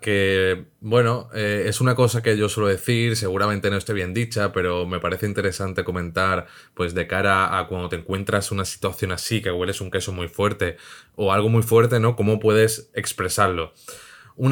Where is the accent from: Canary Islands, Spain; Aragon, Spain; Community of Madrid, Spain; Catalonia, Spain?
Community of Madrid, Spain; Madrid; Somos de Madrid.